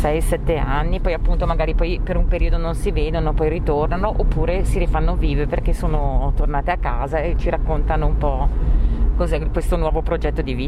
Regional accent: Brescia, Lombardy, Italy; io dico sempre che da bresciano ho imparato a dare ad affrontare anche l'ostacolo

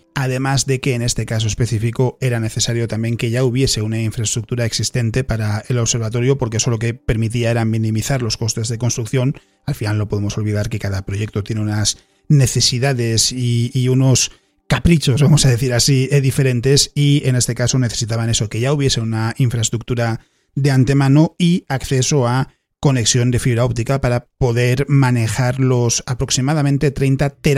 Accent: Spain; duele un poquito más siendo español

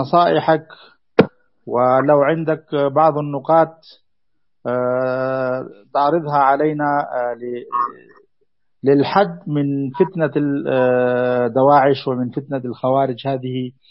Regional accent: Afghanistan; أنا أخوكم من أفغانستان

